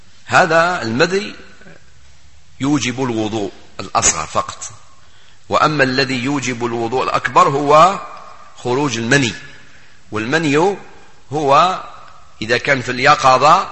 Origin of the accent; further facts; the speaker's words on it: Algeria; وكان واحد المثل موجود عندنا في الجزائر وكانوا يعلموهن حتى كي كنا صغار